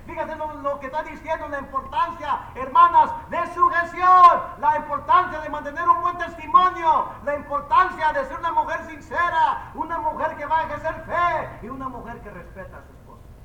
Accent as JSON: {"language": "Spanish", "country": "Mexico", "said": "yo soy mexicano, yo sé lo que estoy hablando"}